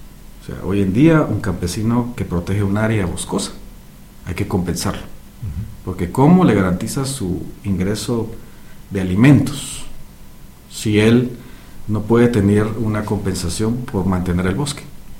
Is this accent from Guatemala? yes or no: yes; Guatemala; dejar por un lado el país verde que quisiéramos como guatemaltecos